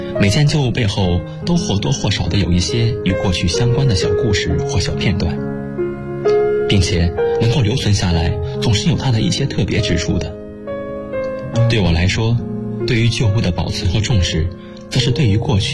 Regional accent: Shanghai, China; 来自上海，我在南京大学，距离我的家乡300公里

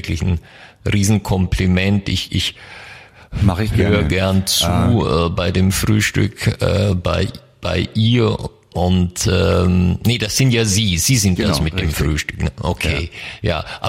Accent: Germany; Ich komme aus der Nähe von Mannheim in Deutschland.

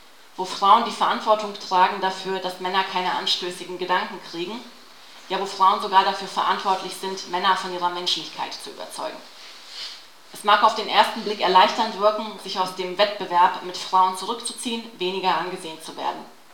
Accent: Bosnia & Herzegovina; also ich selber bin ja aus Bosnien, wo ja der Islam auch eine tragende Religion ist.

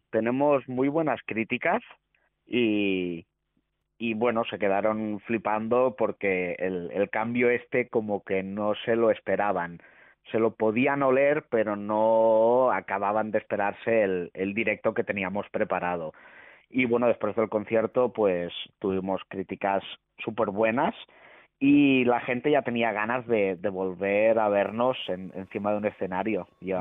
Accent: Lleida, Catalonia, Spain; somos de Lleida y estamos dispuestos a ir a tocar a donde sea.

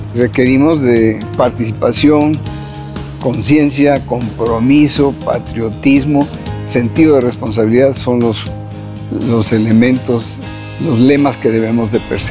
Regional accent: Mexico City, Mexico; Mi familia arribó a la frontera, originalmente somos de México, la capital.

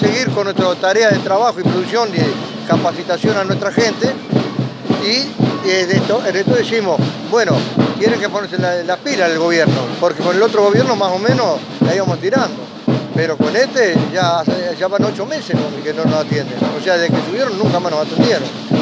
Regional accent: Florencio Varela, Buenos Aires Province, Argentina; Somos de Florencio Varela.

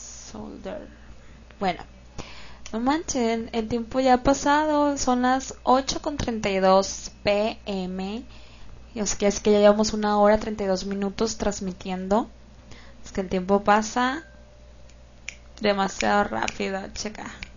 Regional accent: Culiacán, Sinaloa, Mexico; Y yo soy de Culiacán y aquí vivo en Culiacán.

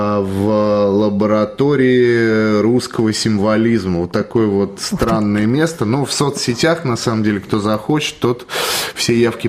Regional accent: Nizhny Novgorod, Nizhny Novgorod Oblast, Russia; born there; я родился в Нижнем Новгороде, так что можно сказать, что почти земляк.

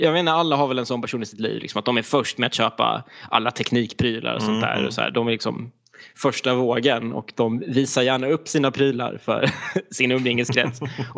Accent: Skåne, Sweden; Rent geografiskt så kommer jag ifrån östkusten i Skåne. Den bästa kusten, som vi säger här

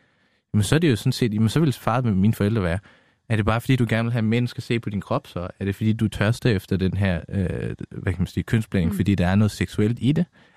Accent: Afghanistan; now in Denmark; Jeg er flygtning fra Afghanistan og kom med min familie her til for 20 år siden.

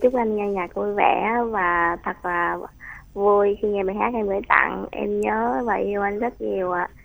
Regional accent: Long An, Vietnam; đến từ Long An ạ.

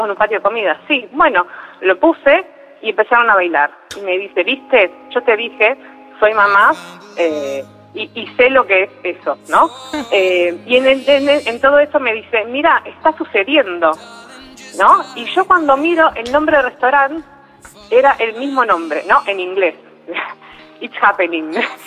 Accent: Buenos Aires, Argentina; De Capital, de Caballito.

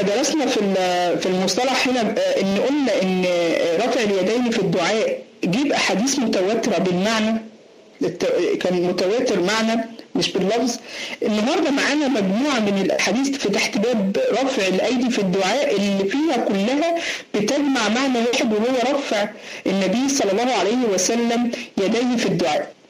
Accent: Egypt; زي ما بنقول علينا عندنا في مصر

